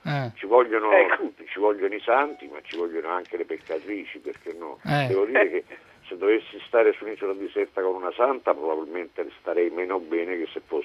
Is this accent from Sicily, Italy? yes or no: yes; Messina, Sicily, Italy; Ai catanesi sono nordico, perché sono di Messina, quindi sono a quasi 100 km a nord.